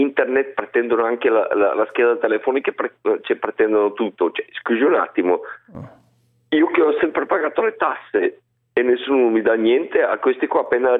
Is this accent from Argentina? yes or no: no; Bulgaria; Italian is a second language; now in Italy; Sono bulgaro.